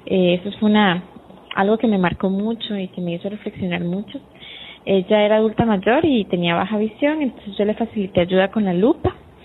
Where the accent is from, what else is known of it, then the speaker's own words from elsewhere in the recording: Costa Rica; como buen tico, muy buenas ticas, todo el mundo llegó para el final